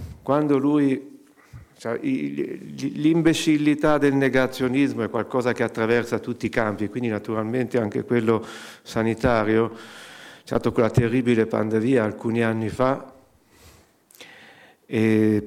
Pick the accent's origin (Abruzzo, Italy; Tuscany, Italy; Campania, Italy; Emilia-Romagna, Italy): Tuscany, Italy; Arezzo; io sono originario di Arezzo